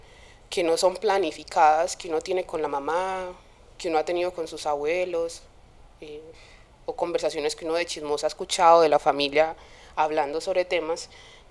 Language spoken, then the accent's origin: Spanish; Medellín, Antioquia, Colombia; born there; Yo nací aquí en Medellín, pero mi familia es casi que un 98% del Pacífico, específicamente de Quibdó y de Tado. Entonces mi familia materna es de Tado